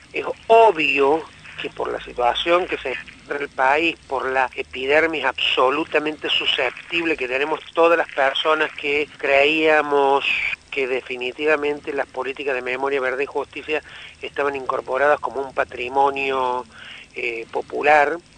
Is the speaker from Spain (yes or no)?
no; Argentina; soy argentino de origen judío